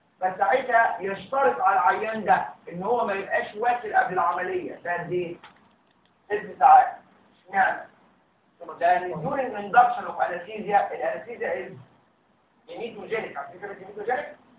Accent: Egypt; وعندنا في مصر بيعملوا اللوزر كام؟

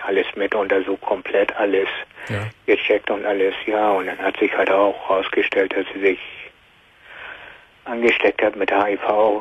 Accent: Hamburg, Germany; ich komme aus Hamburg

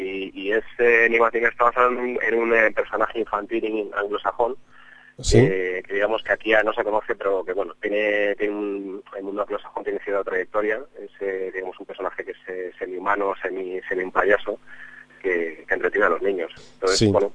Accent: Madrid, Community of Madrid, Spain; somos todos de Madrid menos nuestro bajista, que es italiano

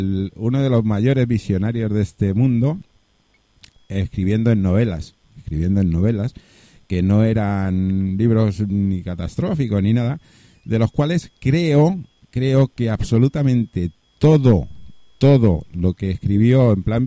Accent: Spain; De hecho, estamos nosotros aquí en España y somos de España, o sea que...

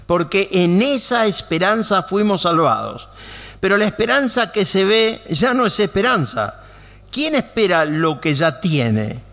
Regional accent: Buenos Aires, Argentina; Como saben, también soy porteño, me gusta el tango

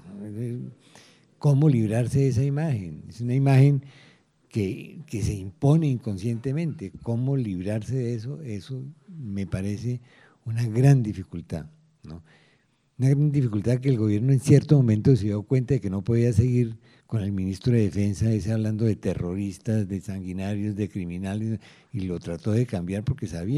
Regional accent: Colombia; yo como colombiano sí se lo hago.

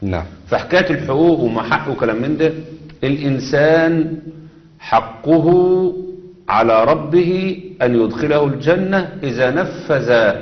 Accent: Egypt; كان زمان الملاية اللي بتلبسها المرأة عندنا في مصر هنا كان يسموها الملاية اللف

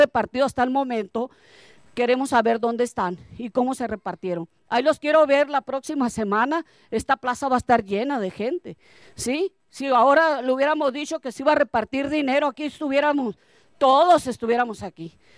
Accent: Ures, Sonora, Mexico; hay que comportarnos dignamente también como mexicanos, como urenses

